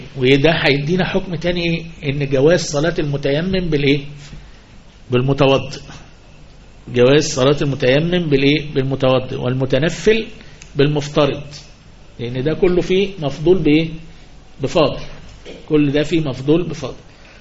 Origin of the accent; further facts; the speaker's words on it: Upper Egypt, Egypt; زي عندنا في الصعيد يقول باه باه